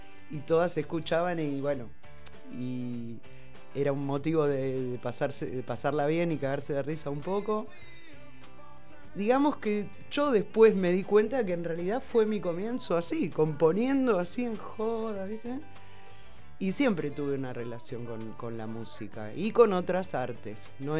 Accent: Buenos Aires, Argentina; yo vengo de Buenos Aires, capital, del centro de la capital. Era un lugar así muy citadino, al extremo. Era un edificio donde vivía.

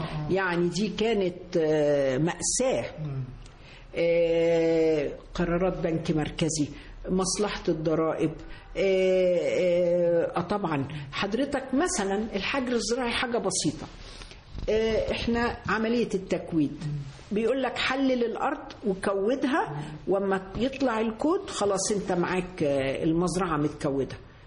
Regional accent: Egypt; زي التاريخ عندنا في مصر، أنت في مصر عندك تاريخ مش عند حد

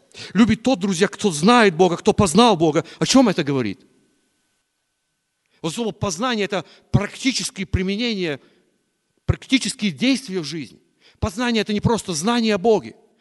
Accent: Chernivtsi Oblast, Ukraine; Я вот из Черновицкой области

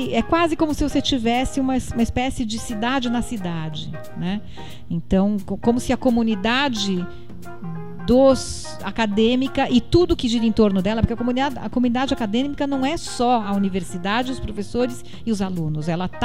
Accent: São Paulo, Brazil; also born or lived in Sorocaba; São Paulo, que é a minha cidade de origem, né? Na verdade, eu nasci em Sorocaba, mas desde 2 anos de idade eu morei em São Paulo.

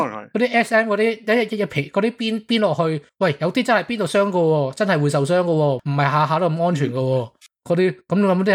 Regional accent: northern China, China; 我北方人我有少少咁嘅谂法

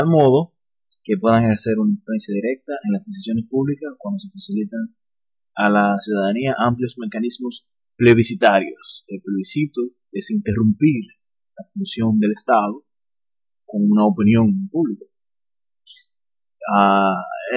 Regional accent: Dominican Republic; estamos cerca de las elecciones congresionales aquí en mi país, República Dominicana

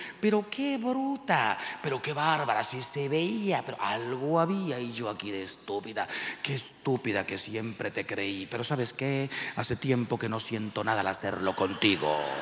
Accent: Mexico; Miren, yo soy mexicano, como la mayoría de ustedes.

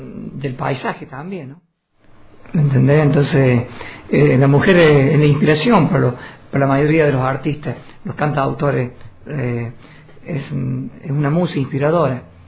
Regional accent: Villa Dolores, Córdoba, Argentina; also born or lived in La Finur; yo viví en Villa Dolores, yo nací en La Finur y me crié en Villa Dolores

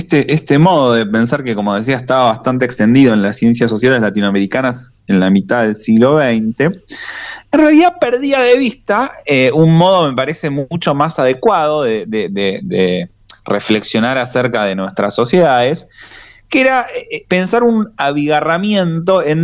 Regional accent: Argentina; en nuestro caso como argentinos y argentinas, preocupado también

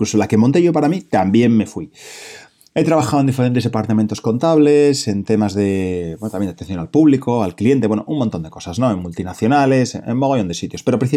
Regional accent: Oviedo, Asturias, Spain; soy de Oviedo, soy de Asturias, soy asesor financiero independiente

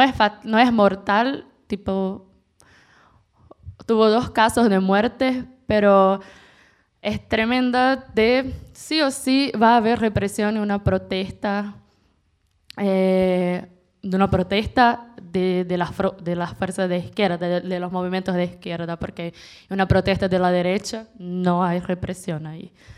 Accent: Brazil; Spanish is a second language; now in Buenos Aires, Argentina; somos brasileños de izquierda en Buenos Aires.

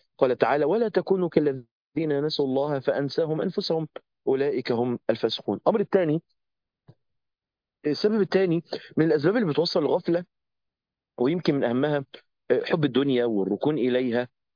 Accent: Egypt; فبكلمه ازيك واخبارك ايه واحنا مصريين ومش عارف ايه

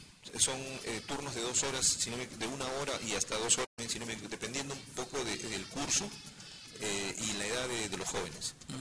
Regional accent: Callao, Peru; Mira, somos del Callao, nos deberíamos preciar de ser buenos nadadores porque tenemos el mar de Grau aquí a puertas

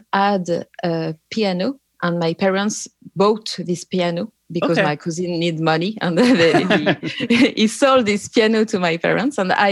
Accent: Brittany, France; English is a second language; also born or lived in Nantes; I grew up in the west coast of France, in Bretagne. The town is... I was born in Nantes.

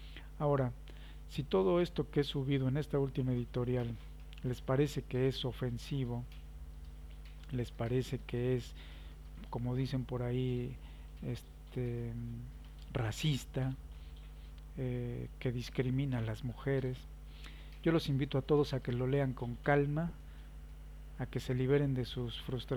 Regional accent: Mexico; soy tan mexicano como todos ustedes y tengo el derecho de hablar de mi país

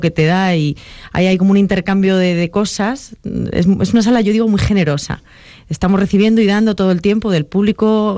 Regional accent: Valladolid, Castile and León, Spain; now in Madrid, Spain; yo tengo la peculiaridad de que soy una vallisoletana afincada en Madrid

